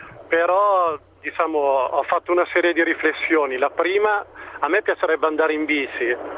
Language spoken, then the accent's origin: Italian; Pavia, Lombardy, Italy; Io sono di Pavia, vado a lavorare a Milano